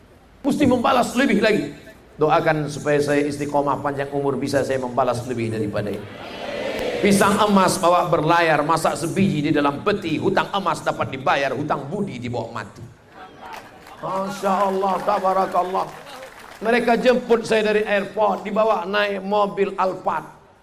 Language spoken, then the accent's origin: Indonesian; Riau, Indonesia; Di Riau saya ceramah. Tak terhitung lagi karena kampung saya sendiri.